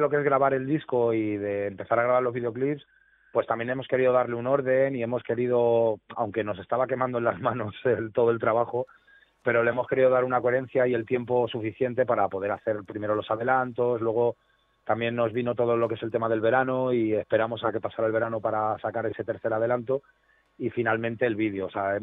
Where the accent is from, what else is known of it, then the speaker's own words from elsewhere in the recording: Getafe, Community of Madrid, Spain; la otra parte de la banda somos de Getafe, que es el sur de Madrid.